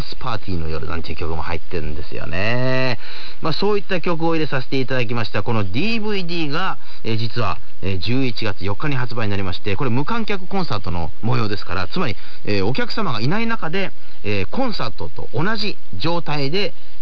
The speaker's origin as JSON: {"language": "Japanese", "town": "Otoyo", "region": "Kochi", "country": "Japan", "tie": "born or raised there", "said": "地元高知県の大豊町に日本一の大杉というね、すごい大きな杉の木があるんですよ。"}